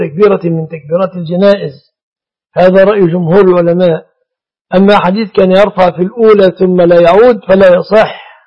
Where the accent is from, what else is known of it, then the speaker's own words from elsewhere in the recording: Egypt; إن هذا السائد في بلادنا مصر